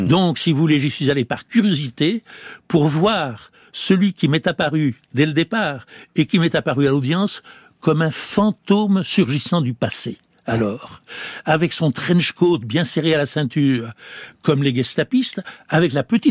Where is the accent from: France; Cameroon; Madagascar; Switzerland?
France; chez nous, en France